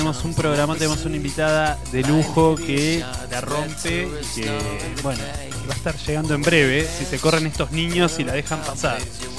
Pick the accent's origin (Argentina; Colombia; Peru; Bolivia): Argentina; Azul, Buenos Aires Province; Me acuerdo que yo soy de Azul, de un pueblo muy pequeño, perdido en la provincia